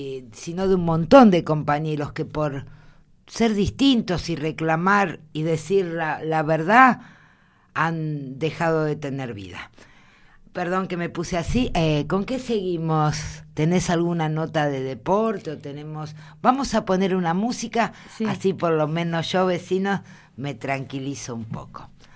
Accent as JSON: {"language": "Spanish", "country": "Argentina", "said": "es para todos nosotros como argentinos o vecinos de nuestro país triste"}